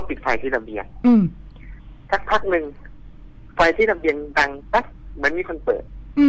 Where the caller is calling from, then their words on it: Bangkok, Thailand; อยู่ในกรุงเทพกันครับ